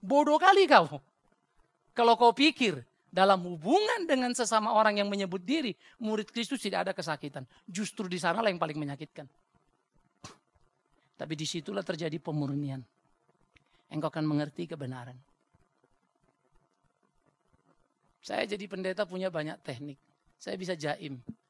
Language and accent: Indonesian; North Sumatra, Indonesia; Apalagi saya orang Batak.